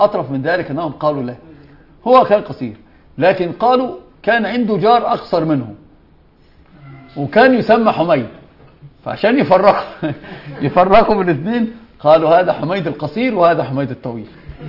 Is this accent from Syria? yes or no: no; Egypt; هذه يسمونها ايش؟ كعكة عندنا في مصر